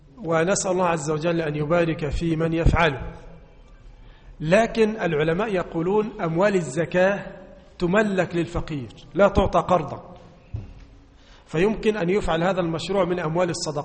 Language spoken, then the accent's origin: Arabic; Egypt; اللحوم المستوردة عندنا في مصر